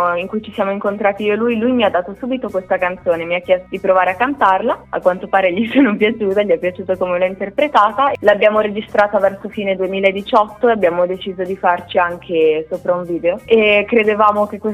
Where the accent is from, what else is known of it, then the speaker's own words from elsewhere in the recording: Emilia-Romagna, Italy; E io da romagnola mi sono trovata a dover imparare un pochino grossolanamente